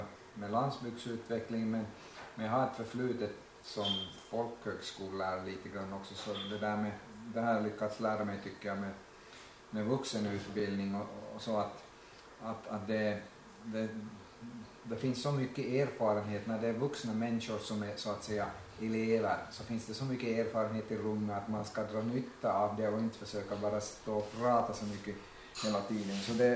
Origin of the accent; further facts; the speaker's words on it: Oravais, Ostrobothnia, Finland; Jag är också hemma från Oravais, Österbotten och Österby. En liten